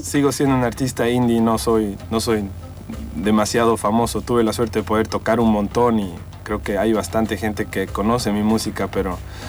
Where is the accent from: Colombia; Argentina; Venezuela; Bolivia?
Bolivia; moved away as an adult; also born or lived in Germany; Yo nací y crecí en Bolivia. Soy una mezcla de muchas nacionalidades. Tengo una madre chilena, mi padre es de Bolivia. Y yo salí a estudiar a Alemania después de terminar el colegio.